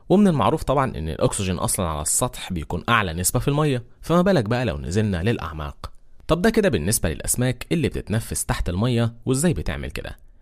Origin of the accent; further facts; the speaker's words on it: Egypt; واللي بنسميها عندنا في مصر القرموط